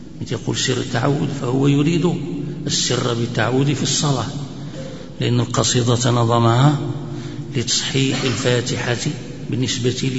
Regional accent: Morocco; وهذا نظم أيضا مشهور عندنا في المغرب، هناك يقرأ به الناس قراءة

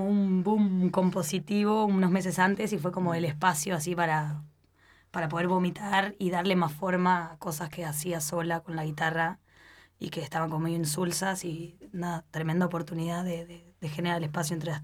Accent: Canelones, Uruguay; siempre que salimos de Canelones para hacer cualquier situación relacionada a tocar, llueve o hay tormenta.

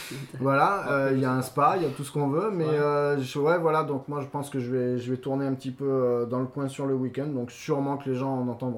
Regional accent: Bordeaux, Nouvelle-Aquitaine, France; nous on est de Bordeaux, donc ils peuvent pas comprendre ce que c'est.

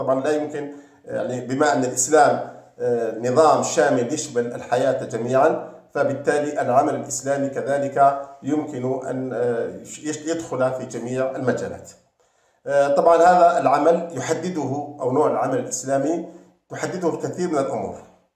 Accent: Algeria; عندنا في الجزائر مثلا،

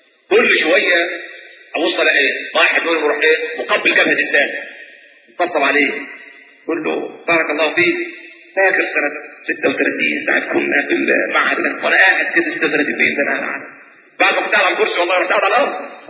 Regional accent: Egypt; now in Germany; انا مصري.

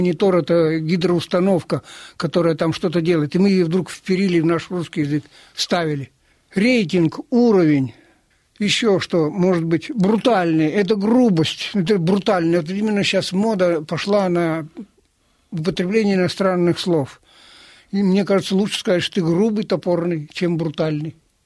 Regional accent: Tikhvin, Leningrad Oblast, Russia; Я приехал из города Тихвина. Это древний город.

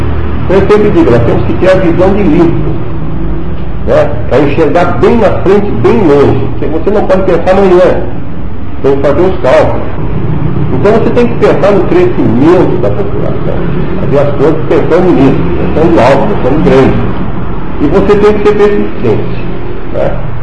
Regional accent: Pouso Alto, Santa Catarina, Brazil; born there; Eu nasci ali em Pouso Alto, entre Gravatá e Tubarão. Na época era município de Tubarão.

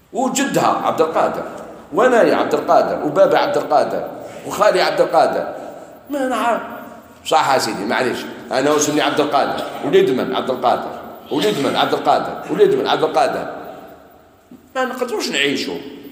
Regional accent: Morocco; ولا هنايا عندنا في المغرب؟

